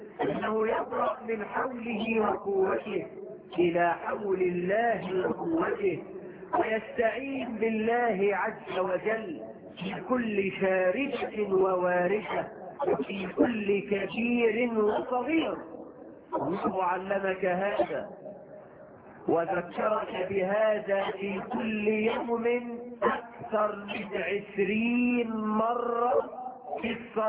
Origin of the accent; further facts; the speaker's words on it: Egypt; بلدنا مصر